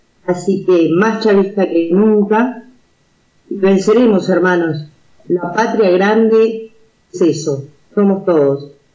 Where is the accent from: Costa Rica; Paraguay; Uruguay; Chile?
Uruguay; now in Spain; soy uruguaya, en este momento estoy viviendo en España hace un año, en Andalucía